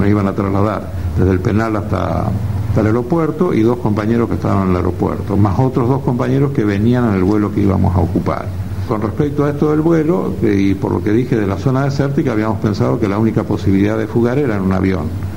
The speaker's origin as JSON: {"language": "Spanish", "town": "San Nicolás", "region": "Buenos Aires Province", "country": "Argentina", "tie": "born or raised there", "said": "que era como a mí me decían en mi pueblo, en San Nicolás, en mi ciudad"}